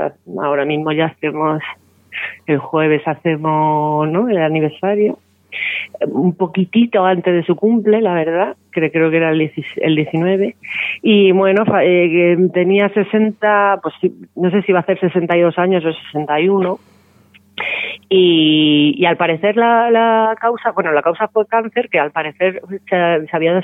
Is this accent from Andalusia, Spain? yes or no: no; Vallecas, Community of Madrid, Spain; como digo yo, que soy de Vallecas